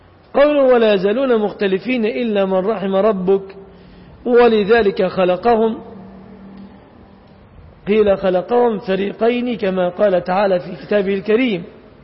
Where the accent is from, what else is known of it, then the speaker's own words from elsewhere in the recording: Egypt; وهذا الذي يفعل الآن في بلادنا مصر